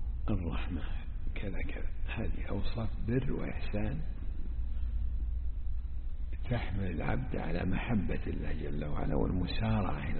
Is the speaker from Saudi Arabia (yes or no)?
yes; Najd, Saudi Arabia; العوام عندنا في نجد عندهم خلط هذا